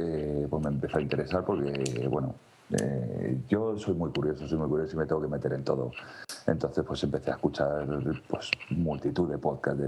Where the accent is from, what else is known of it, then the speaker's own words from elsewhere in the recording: Madrid, Community of Madrid, Spain; now in Colmenar Viejo, Spain; Yo soy de Madrid. Vivo en un pueblo de Madrid, en la sierra, en Colmenar Viejo.